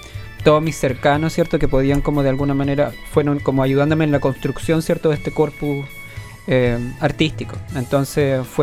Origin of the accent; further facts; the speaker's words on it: Osorno, Los Lagos, Chile; Sí, soy de Osorno.